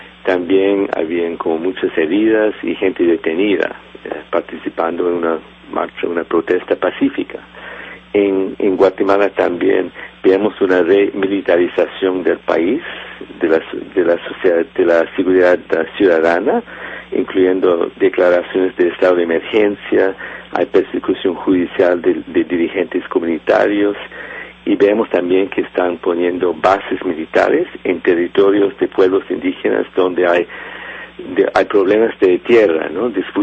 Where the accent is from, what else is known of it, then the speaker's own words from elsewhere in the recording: Canada; yo creo que como canadiense que ha viajado en la región desde los años 80